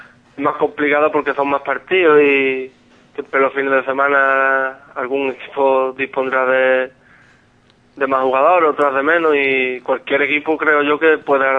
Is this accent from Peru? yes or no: no; Grazalema, Andalusia, Spain; somos todos de Grazalema y eso, un grupo de amigos